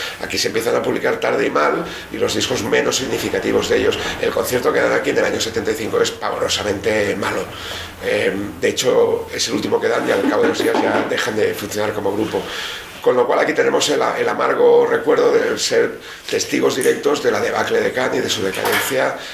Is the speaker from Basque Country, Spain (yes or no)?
yes; Bilbao, Basque Country, Spain; Yo me siento europeo, nunca me he sentido anglosajón, ni latino, ni... Yo soy de Bilbao y tengo un sentimiento norte-europeo